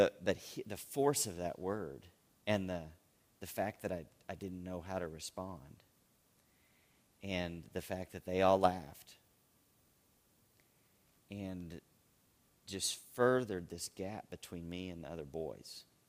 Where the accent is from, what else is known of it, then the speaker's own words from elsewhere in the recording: Austin, Texas, United States; I'm in a Christian school here in Texas. I grew up in Austin primarily.